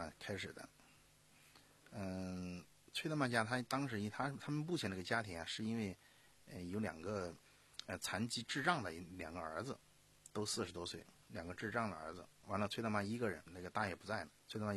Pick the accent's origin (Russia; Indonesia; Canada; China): China; Sichuan; 我四川呀，在大巴山，川东地区属于大巴山，啊，这个走出来的，所以受过苦的